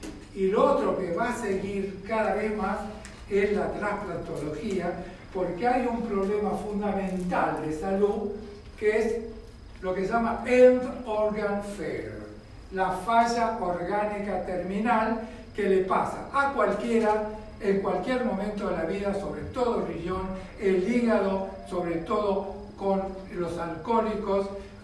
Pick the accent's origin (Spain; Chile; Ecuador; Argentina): Argentina; La Plata, Buenos Aires Province; yo soy platense, me formé en La Plata